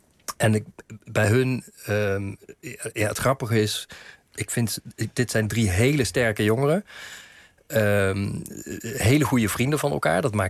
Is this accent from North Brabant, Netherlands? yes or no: yes; Eindhoven, North Brabant, Netherlands; Maar ik kom uit Eindhoven oorspronkelijk.